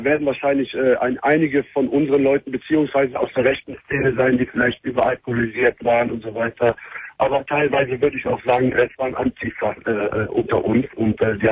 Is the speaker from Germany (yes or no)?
yes; Cologne, North Rhine-Westphalia, Germany; Ich bin Kölner.